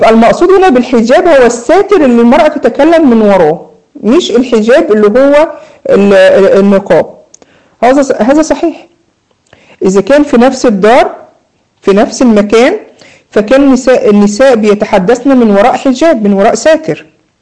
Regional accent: Egypt; عندنا في مصر يقولوا مثلا يقول لك يا بخت من زار وخفف.

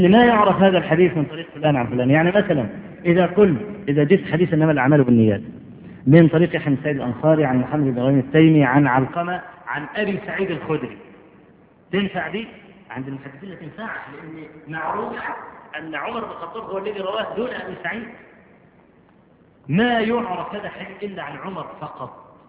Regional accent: Egypt; وأنا أذكر مرة في مسجد العزيز بالله عندنا في مصر

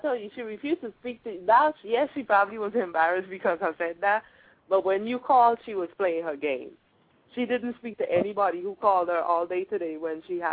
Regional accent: Trinidad & Tobago; I'm from Trinidad.

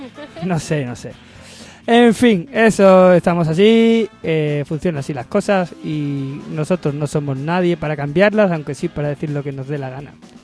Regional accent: Andalusia, Spain; soy andaluz todavía, cuando pase un mes más aquí intentaré hablar mejor.

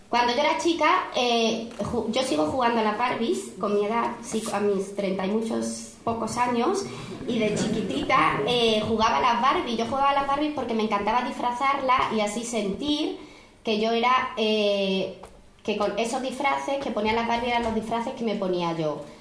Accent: Córdoba, Andalusia, Spain; Yo soy cordobesa, se me nota. Digo yo, ¿no?, que me lo estáis notando. Lo que pasa ahora es que con todos mis trabajos como que me tengo que ir quitando el acento. Soy cordobesa

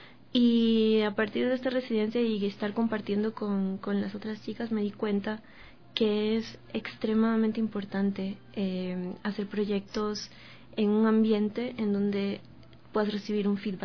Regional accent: Portoviejo, Manabí, Ecuador; Yo soy de Puerto Viejo, de Manabí, entonces estaba documentando en Puerto Viejo diferentes tipos de actividades que se dan en lo cotidiano

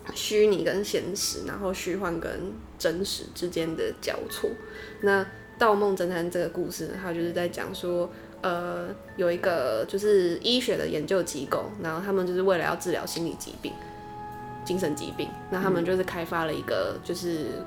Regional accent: Taiwan; accent: Taiwanese Mandarin; 像我就是一直唱台湾国语，打坏了整个节目。

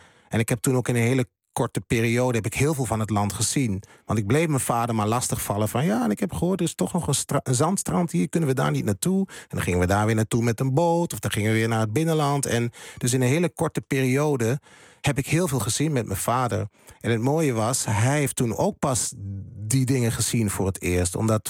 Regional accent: Hengelo, Overijssel, Netherlands; Maar ik ben wel een tukker. En dat ben ik ook altijd geweest. Want ik ben geboren en getogen in Hengelo. Dus dan ben ik een tukker.

